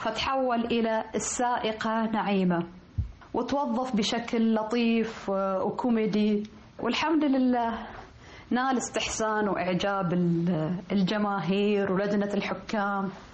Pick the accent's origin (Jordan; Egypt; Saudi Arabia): Saudi Arabia; يعني بالذات لأن احنا سعوديين، فيتفاجأ أن أنا أجيد اللهجة المصرية مثل المصريين.